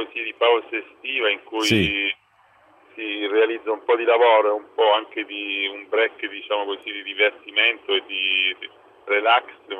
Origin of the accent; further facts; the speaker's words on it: Reggio Emilia, Emilia-Romagna, Italy; io sono reggino